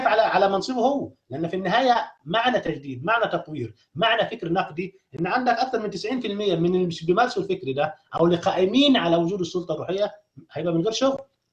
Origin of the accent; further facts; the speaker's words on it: Egypt; أي مكان داخل مصر كدولة احنا كلنا مصريين نتكلم فيها